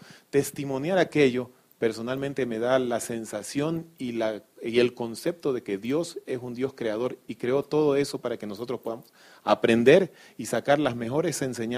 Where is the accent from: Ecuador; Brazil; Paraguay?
Ecuador; Nosotros como ecuatorianos también tenemos algo espectacular en nuestras tierras, ¿no? Las Islas Galápagos.